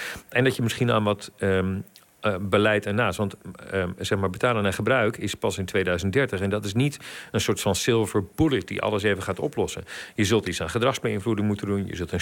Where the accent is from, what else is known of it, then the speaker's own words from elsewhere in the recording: Overijssel, Netherlands; ik kom ook uit de provincie, ik kom uit Twente, Overijssel dus.